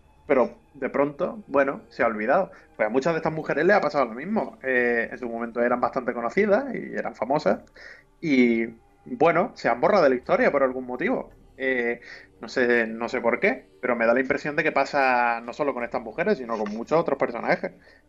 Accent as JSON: {"language": "Spanish", "town": "Málaga", "region": "Andalusia", "country": "Spain", "said": "Que yo que soy de Málaga."}